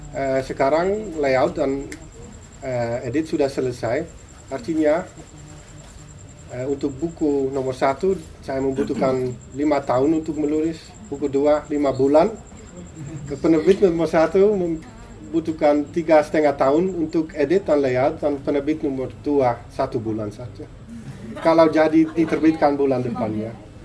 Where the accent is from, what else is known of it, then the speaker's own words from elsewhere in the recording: Netherlands; Indonesian is a second language; Kita orang Belanda